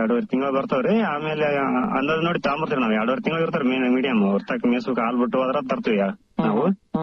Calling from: Turkatti Camp, Karnataka, India; ಸಿಂಧನೂರು ತಾಲೂಕು ಜವಳಗೇರ ಹೋಬಳಿ ತುರ್ಕಟ್ಟಿ ಕ್ಯಾಂಪ್ನಿಂದ sir. ನಾವು ಮೂಲತಃ ಇದು ರೈತರ ಸರ್, ನಮ್ಮ ಅಪ್ಪರು ಎಲ್ಲಾರು.

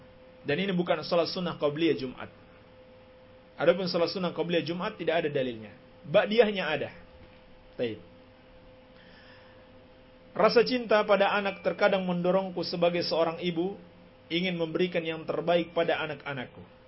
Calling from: Bima, West Nusa Tenggara, Indonesia; Saya dari Kota Bima, Pak Ustaz. Saya mau menanyakan, di sekitar kampung kita ini, kala ada upacara maulid

